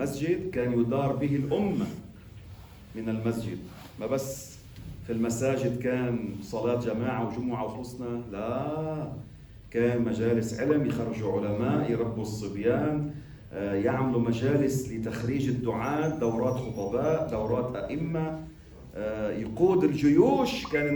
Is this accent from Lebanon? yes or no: yes; Lebanon; قلت لكم مرة كان عندنا بلبنان نحن هون وقف اسمه وقف الصحن.